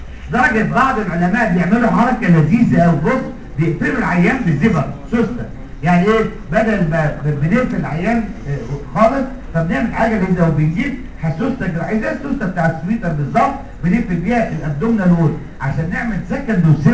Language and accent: Arabic; Egypt; طبعا عندنا في مصر